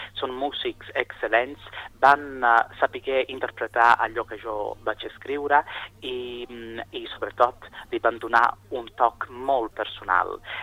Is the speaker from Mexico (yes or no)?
no; Sicily, Italy; Doncs soc originari de Sicília. Vaig viure la meva infància en aquesta illa preciosa del Mediterrani.